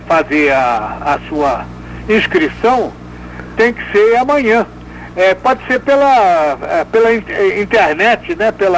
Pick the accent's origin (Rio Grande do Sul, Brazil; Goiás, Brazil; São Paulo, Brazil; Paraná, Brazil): São Paulo, Brazil; Eu sou de São Paulo. Eu sou paulistano.